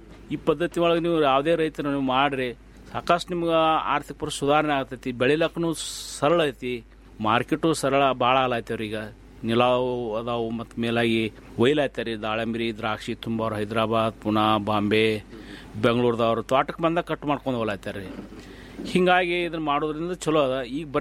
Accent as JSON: {"language": "Kannada", "town": "Ratnapur", "region": "Karnataka", "country": "India"}